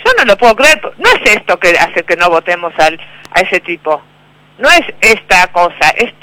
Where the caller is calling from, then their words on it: Vicente López, Buenos Aires Province, Argentina; de Vicente López.